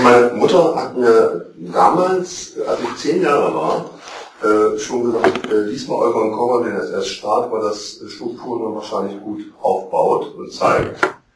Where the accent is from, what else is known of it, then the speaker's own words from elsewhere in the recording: East Germany, Germany; ich bin im Osten aufgewachsen